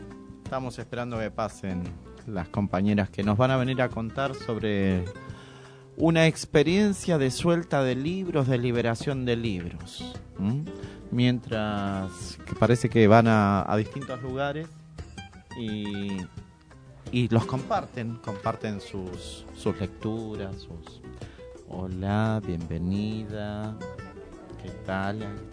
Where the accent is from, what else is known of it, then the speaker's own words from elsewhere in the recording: La Reja, Buenos Aires Province, Argentina; Yo también soy de La Reja.